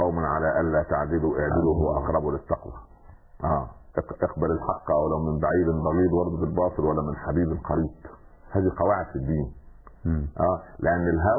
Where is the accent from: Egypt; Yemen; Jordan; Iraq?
Egypt; Upper Egypt; حتى عندنا في الصعيد اسمه السخل برضه